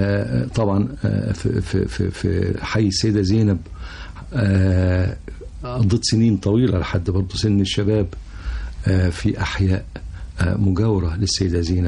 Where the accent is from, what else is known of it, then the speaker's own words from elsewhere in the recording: Cairo, Cairo Governorate, Egypt; also born or lived in Alexandria / Suez / Port Said / Ismailia; بمناسبة تنقلات والدي أنا اتولدت في اسكندرية. وبعدين اللي عرفته بعدين إن إحنا بعد اسكندرية والدي اتنقل السويس. وبعد السويس اتنقل بورسعيد، وبعد بورسعيد اتنقل الإسماعيلية، وبعد الإسماعيلية جه القاهرة.